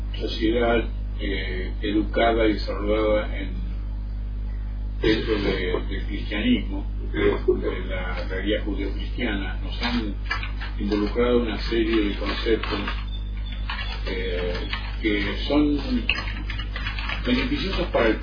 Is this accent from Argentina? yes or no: yes; Argentina; De pronto en mi país, donde hace menos de un año, todo lo que tenía que ver con la ómnibus extraterrestre era motivo de risa